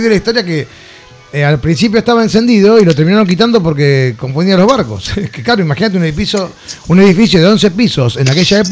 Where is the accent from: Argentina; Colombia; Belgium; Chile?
Argentina; Lanús, Buenos Aires Province; porque soy así de porteño, o no, que lo soy de Lanús.